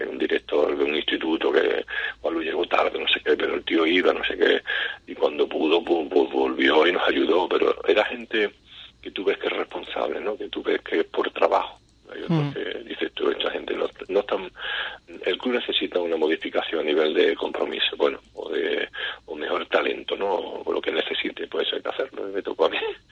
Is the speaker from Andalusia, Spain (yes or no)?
yes; San Fernando, Andalusia, Spain; yo soy de San Fernando